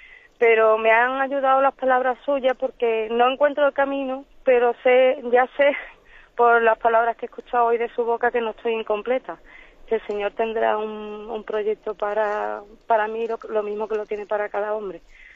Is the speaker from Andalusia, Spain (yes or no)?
yes; Seville, Andalusia, Spain; Soy de Sevilla.